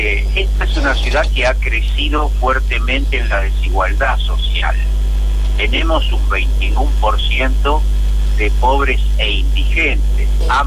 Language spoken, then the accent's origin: Spanish; Buenos Aires, Argentina; el 80% somos porteños